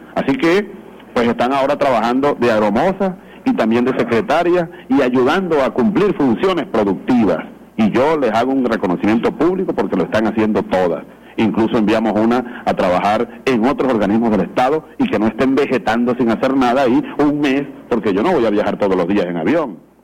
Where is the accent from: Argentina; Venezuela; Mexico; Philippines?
Venezuela; como venezolano, como joven, como hombre de esta revolución